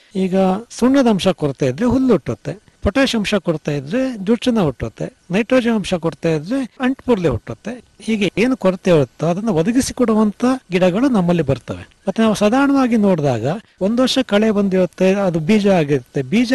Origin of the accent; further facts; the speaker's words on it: Somwarpet, Karnataka, India; ಮೂಲತಃ ಕೃಷಿ ಕುಟುಂಬದಿಂದನೇ ಬಂದಿರೋದು. ನಮ್ಮ ತಂದೆ ತಾಯಿ ಎಲ್ಲ ಕೃಷಿಕರೇ. ನನ್ನ ವಿದ್ಯಾಭ್ಯಾಸ ಸೋಮವಾರಪೇಟೆಯಲ್ಲೇ ಆಯಿತು, ಪ್ರಾಥಮಿಕ ಮತ್ತು ಪ್ರೌಢ ವಿದ್ಯಾಭ್ಯಾಸ.